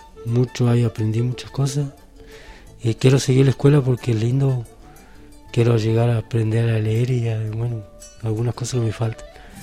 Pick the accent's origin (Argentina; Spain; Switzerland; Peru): Argentina; Rinconada; me crié acá en la Rinconada. Nací acá y me crié acá con todos mis hermanos, ¿no?